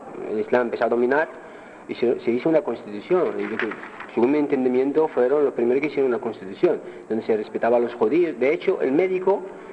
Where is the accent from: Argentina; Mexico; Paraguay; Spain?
Spain; Seville, Andalusia; Yo me crié en Sevilla desde los 12 años.